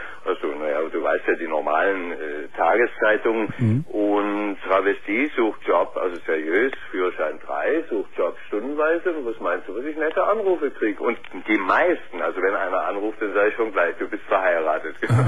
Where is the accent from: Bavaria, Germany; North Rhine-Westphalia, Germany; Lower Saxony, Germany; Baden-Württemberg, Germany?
Bavaria, Germany; Nuremberg; Ja, aus Nürnbergland.